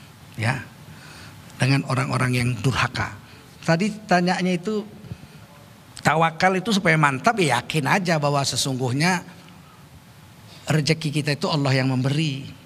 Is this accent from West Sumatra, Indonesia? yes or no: no; East Jakarta, Jakarta, Indonesia; Saya orang Jakarta Timur. Tinggal Jakarta Timur saya.